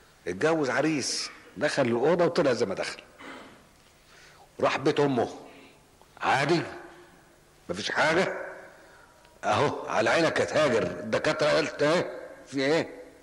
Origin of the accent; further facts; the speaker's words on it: Egypt; إحنا بس للأسف الشديد الطب النفسي عندنا في مصر مش متقدم زي الجراحة